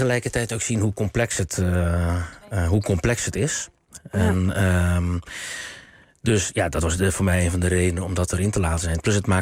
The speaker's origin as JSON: {"language": "Dutch", "country": "South Korea", "second_language": "Dutch", "said": "Ja, ik als Koreaan moet dat ook niet doen."}